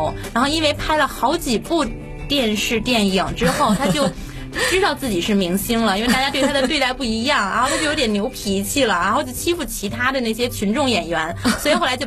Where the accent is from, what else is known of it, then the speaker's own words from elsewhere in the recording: China; 美国人过去看是带着一种心情，我们中国人去看又是一种心情